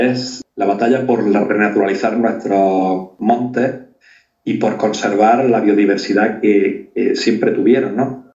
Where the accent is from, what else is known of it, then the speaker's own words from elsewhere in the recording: Andalusia, Spain; mi niñez pues fue en Cortijo y en la Sierra de Filabre, en la que era una economía de subsistencia, es decir, prácticamente de autoconsumo.